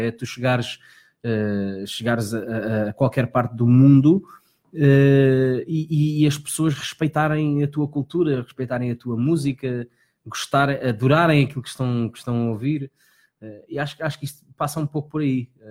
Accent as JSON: {"language": "Portuguese", "region": "Lisbon", "country": "Portugal", "tie": "born or raised there", "lives_now": "Alcochete, Portugal", "said": "Eu nasci na Graça. E vivi na Graça até há bem pouco tempo, aliás. Eu vivi em Santa Engrácia. Eu comprei casa aos meus 18, 19 anos, mas sempre vivi ali perto dos meus pais."}